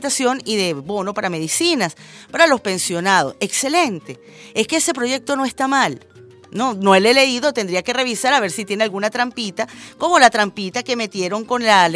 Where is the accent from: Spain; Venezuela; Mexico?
Venezuela